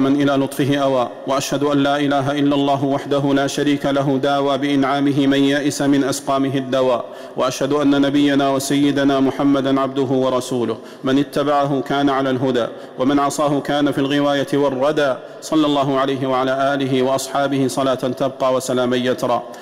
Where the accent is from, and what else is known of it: Saudi Arabia